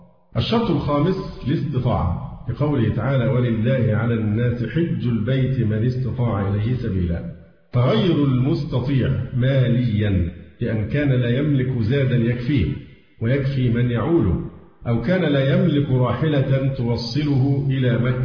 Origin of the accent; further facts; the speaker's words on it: Egypt; فحتى الآن حالات عندنا في مصر والله الحمد طيبة جدا.